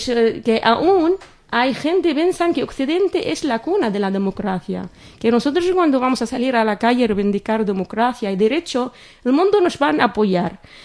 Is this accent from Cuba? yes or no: no; Syria; yo soy Siria y lo que sé de Siria es lo que está pasando, porque es lo que pasa a mi familia, a mi gente